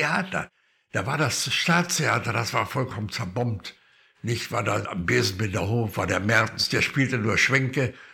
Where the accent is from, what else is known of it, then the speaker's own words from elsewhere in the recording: Berlin, Germany; Ich bin Berliner, gehe vor, nicht wahr? Und ich möchte gerne nach Berlin jetzt mal meine Heimat besuchen.